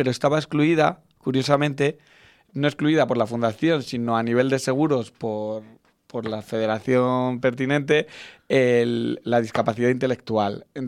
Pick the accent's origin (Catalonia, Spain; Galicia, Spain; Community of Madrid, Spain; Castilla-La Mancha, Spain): Community of Madrid, Spain; Pinto; yo soy de Pinto de toda la vida